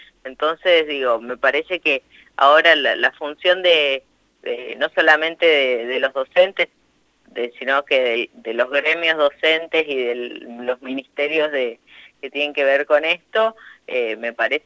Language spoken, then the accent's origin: Spanish; Intendente Alvear, La Pampa, Argentina; yo soy de Intendente Alvear y mi mamá es docente ahí